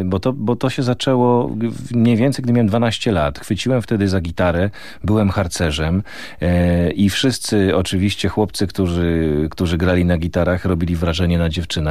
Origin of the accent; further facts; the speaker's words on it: Olkusz, Lesser Poland, Poland; ja wychowałem się na blokowisku w Olkuszu, niewielkim miasteczku 40 kilometrów od Krakowa